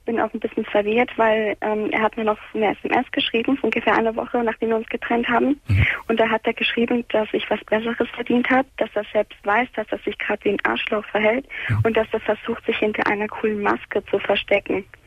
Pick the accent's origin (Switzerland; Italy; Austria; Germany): Italy; Sicily; also ich bin halt Italienerin, Sizilianerin, um besser gesagt.